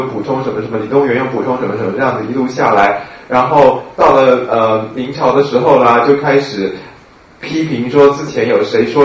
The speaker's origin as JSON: {"language": "Chinese", "country": "China", "said": "像我们中国人喜欢把人分成五行，对不对？"}